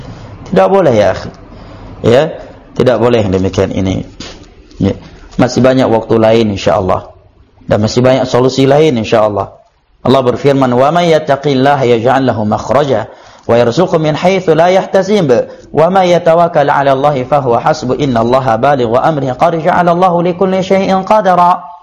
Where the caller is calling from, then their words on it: Bandung, West Java, Indonesia; saya dari Bandung